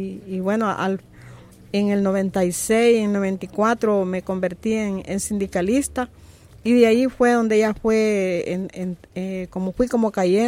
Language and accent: Spanish; Tonacatepeque, San Salvador, El Salvador; Soy del municipio de Tonacatepeque y ahí tenemos una parcela toda trabajada orgánicamente.